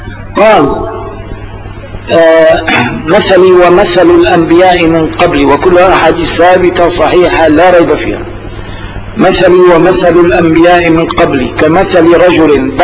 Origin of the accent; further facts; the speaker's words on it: Morocco; فأعرفوا أنني أنا مغربي